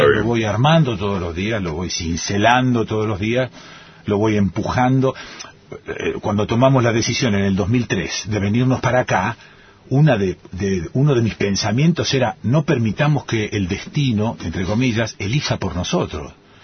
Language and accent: Spanish; Rosario, Santa Fe, Argentina; A ver, vengo de Rosario, una ciudad, te diría, mafiosa.